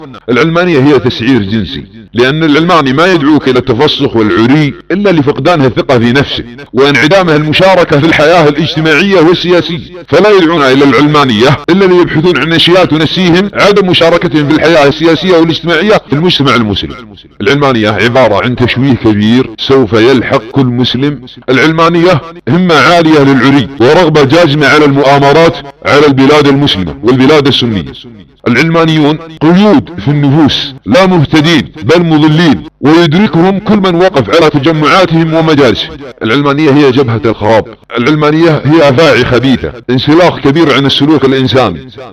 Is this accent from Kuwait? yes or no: no; Saudi Arabia; ويصنع ملامح سياسية في بلادنا السعودية، بل أن يقول لأبناء وطني